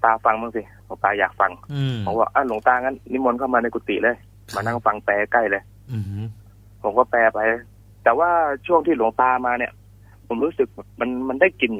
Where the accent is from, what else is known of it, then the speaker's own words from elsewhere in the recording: Trat, Thailand; คือตอนที่อยู่จังหวัดตราดเนี่ยครอบครัวผมค่อนข้างจะยากจนนะครับ